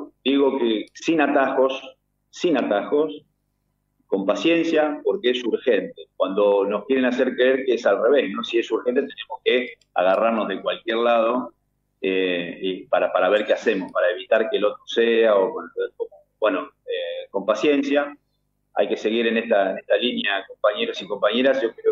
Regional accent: Cañada de Gómez, Santa Fe, Argentina; estuvimos en Cañada de Gómez, mi ciudad natal

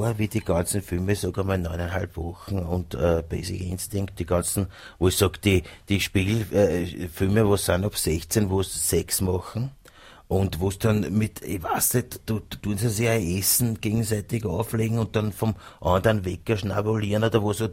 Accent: Vienna, Austria; ich sage immer auf gut Wiener, ich bin ein Wiener

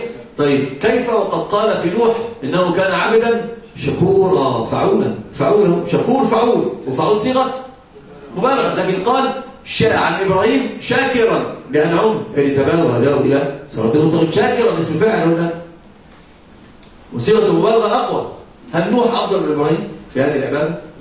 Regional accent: Egypt; عندنا في مصر مثلا يقال: كالهرة تأكل وتنكر.

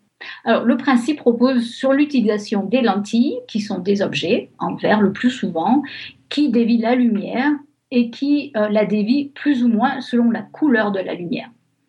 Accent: France; moved away as an adult; now in California, United States; Je suis française, mais ça fait 20 ans que j'habite en Californie

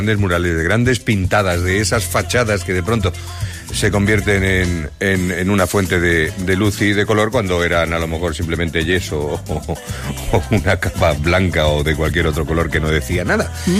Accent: Castilla-La Mancha, Spain; de mi tierra, de la provincia de Toledo, en Quintanar de la Orden.

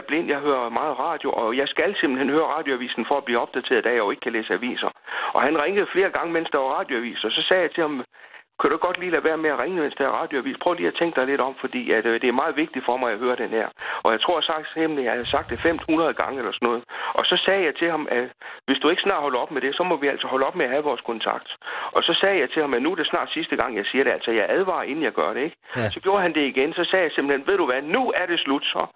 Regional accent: Mors, North Denmark Region, Denmark; now in Copenhagen, Denmark; Fra Mors i Jylland. Der kommer jeg fra, men jeg har boet i København siden 77. Jeg bor i Valby i øjeblikket.

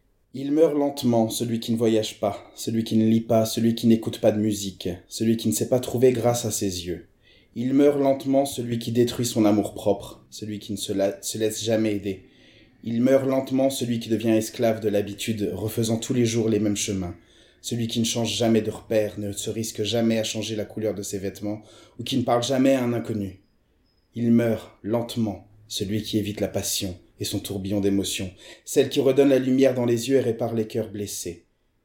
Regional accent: Portugal; C'est ça, portugaise, c'est important de le dire quand même, parce que je suis portugais.

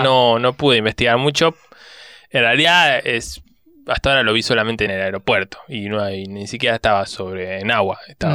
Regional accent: Argentina; De hecho, soy argentino. Vivo acá, siempre viví acá

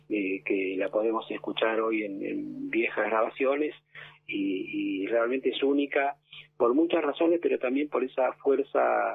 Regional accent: Argentina; Somos argentinos

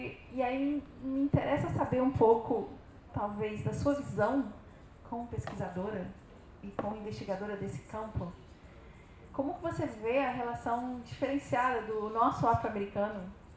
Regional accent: Brazil; also born or lived in United States; Eu morei nos Estados Unidos, sou brasileira e tenho uma pequena vivência.

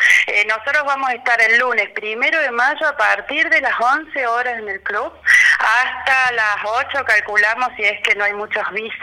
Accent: Salta, Argentina; now in Córdoba, Argentina; Yo soy salteña, vivo acá en Córdoba hace muchos años

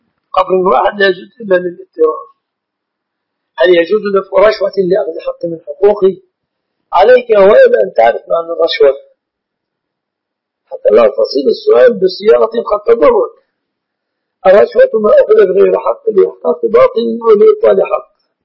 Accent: Egypt; البنوك التي أعلمها في بلادنا مصر في مجاورها بنوك ربوية

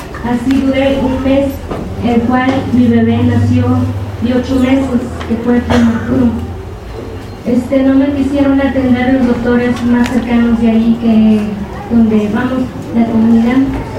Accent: Carrizalillo, Guerrero, Mexico; vengo de Carrizalillo, Guerrero.

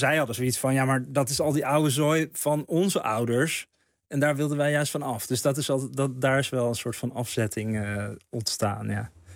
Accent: Bloemendaal, North Holland, Netherlands; Dus dan zeg ik niet zo snel dat ik uit Bloemendaal kom, denk ik.

